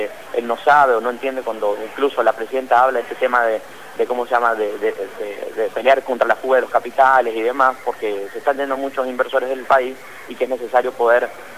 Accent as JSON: {"language": "Spanish", "country": "Argentina", "said": "mi primer voto como ciudadano argentino lo emití por Néstor Kirchner"}